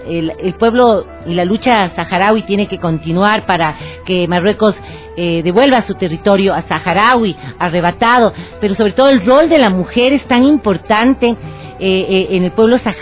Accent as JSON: {"language": "Spanish", "country": "Ecuador", "said": "que nos unamos más como ecuatorianos"}